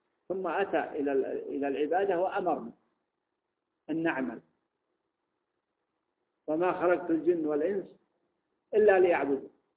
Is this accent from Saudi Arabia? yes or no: yes; Mecca, Makkah Province, Saudi Arabia; يعني المثال الآن اللي موجود مثلا عندنا في مكة